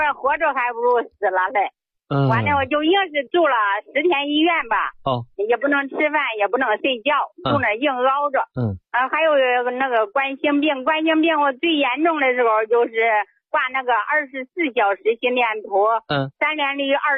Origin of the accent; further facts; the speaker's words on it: Zhengzhou, Henan, China; 我今年69岁了，我是郑州的。